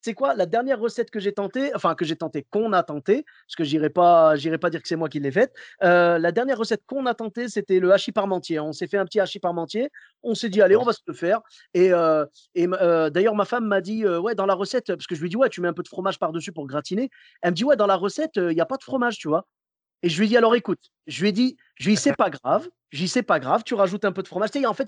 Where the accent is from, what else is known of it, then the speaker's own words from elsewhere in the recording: Clermont-Ferrand, Auvergne-Rhône-Alpes, France; Moi, je viens de Clermont-Ferrand. Tu sais, là-bas, c'est le pays du bleu d'Auvergne.